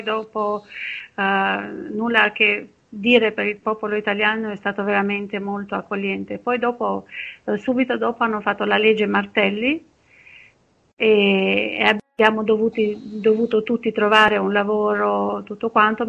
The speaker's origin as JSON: {"language": "Italian", "town": "Durrës", "region": "Durrës County", "country": "Albania", "moved": "yes", "lives_now": "Ancona, Italy", "said": "i primi anni non ho potuto neanche vedere che Ancona aveva un mare, anche se io sono partita da Durazzo, il mare l'ho visto molto dopo"}